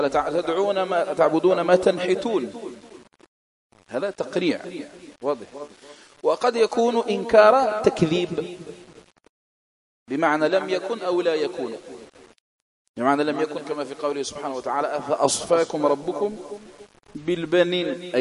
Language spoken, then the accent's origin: Arabic; Algeria; خاصة في بلادنا الجزائر